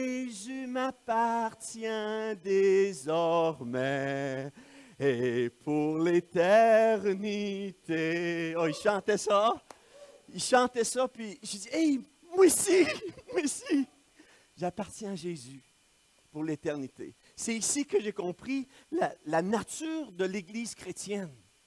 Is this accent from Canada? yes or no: yes; Victoriaville, Quebec, Canada; je suis né à Victoriaville, je suis né ici, j'ai grandi à Victoriaville, j'étais au cégep de Victoriaville